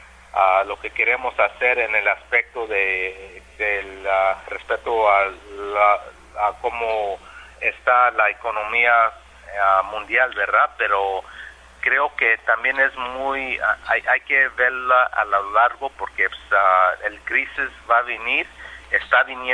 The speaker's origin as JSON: {"language": "Spanish", "region": "California", "country": "United States", "tie": "born there", "said": "yo nomás nací en Estados Unidos por circunstancias de que mis papás eran campesinos que trabajaban en los campos de California, y nací en el verano"}